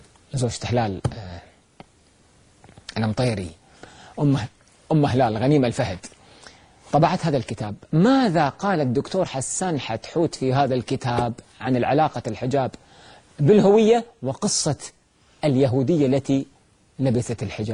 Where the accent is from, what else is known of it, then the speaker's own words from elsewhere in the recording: Kuwait; وصلت عندنا في الكويت بعد الأردن والقدس والبحرين